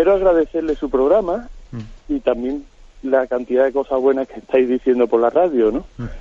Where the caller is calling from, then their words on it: Seville, Andalusia, Spain; soy de Sevilla.